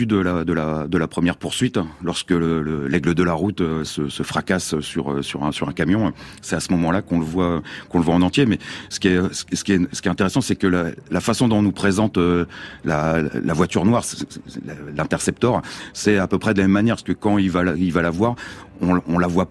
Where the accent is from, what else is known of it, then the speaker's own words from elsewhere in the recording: France; parce qu'on est français, européen, on connaît pas bien l'Australie des années 70